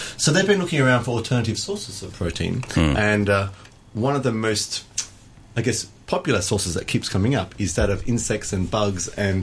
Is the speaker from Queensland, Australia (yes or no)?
no; Sydney, New South Wales, Australia; there is actually a shop in Australia now, in Sydney, in my hometown